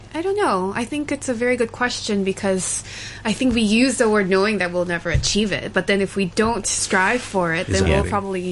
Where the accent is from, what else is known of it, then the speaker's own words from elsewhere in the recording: New York, United States; also born or lived in Seoul, South Korea / Alabama; I grew up mainly in New York.